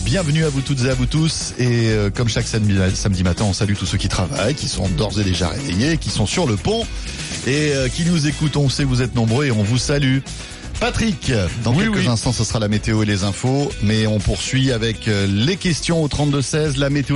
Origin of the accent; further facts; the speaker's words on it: England, United Kingdom; Vous êtes latin, moi je suis anglais.